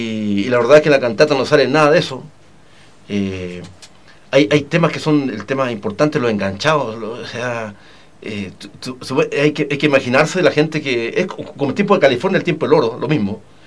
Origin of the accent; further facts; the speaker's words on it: Chile; born there; yo soy hijo de pampino, viejo, nací en La Pampa y contaban historia.